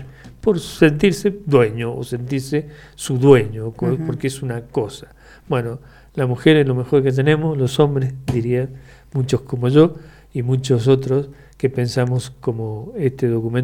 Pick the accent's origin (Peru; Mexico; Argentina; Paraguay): Argentina; Mendoza; En la realidad nuestra, como mendocinos y mendocinas, con todas estas situaciones trágicas